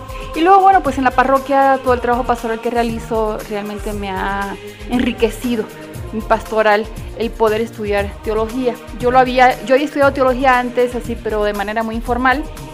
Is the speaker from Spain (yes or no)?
no; Puerto Rico; now in Mexico City, Mexico; Vengo de Puerto Rico, pero hace ya 22 años que vivo aquí en Ciudad de México.